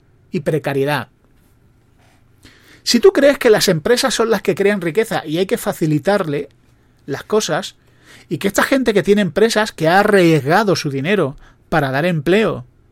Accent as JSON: {"language": "Spanish", "country": "Spain", "said": "yo creo que el problema somos los españoles."}